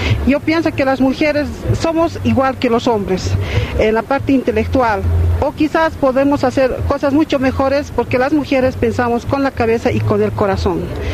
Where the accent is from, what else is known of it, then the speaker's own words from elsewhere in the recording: Oruro, Bolivia; soy del país de Bolivia, del departamento de Oruro.